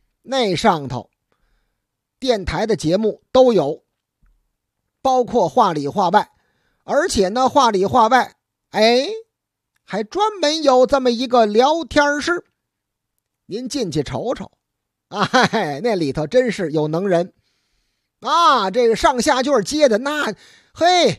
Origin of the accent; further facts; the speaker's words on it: Beijing, China; 咱们北京人说的，只要是您没那个发音呢，没有太重的这个乡音吧